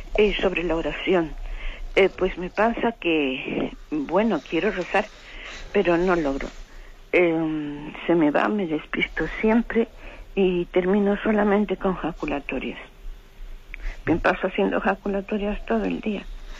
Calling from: Madrid, Community of Madrid, Spain; de Madrid.

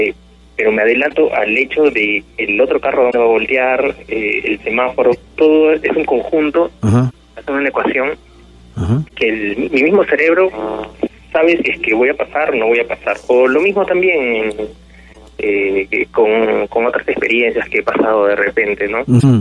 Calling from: Villa María del Triunfo, Lima, Peru; De Villa María del Triunfo.

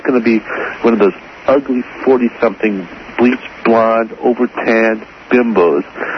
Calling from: California, United States; Hi, Gary. I'm calling from California.

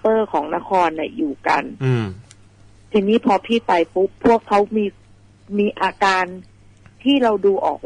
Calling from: Phuket, Thailand; ภูเก็ตค่ะ

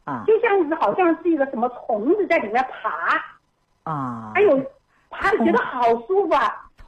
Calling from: Wuhan, Hubei, China; 我是武汉

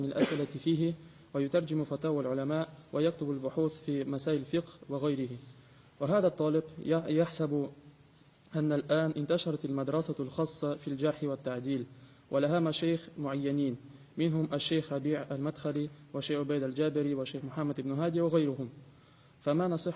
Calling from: Russia; عندنا في روسيا،

